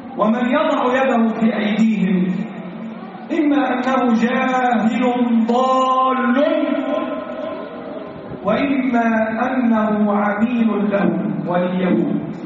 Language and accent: Arabic; Egypt; اللهم احفظ بلدنا مصر من كل سوء.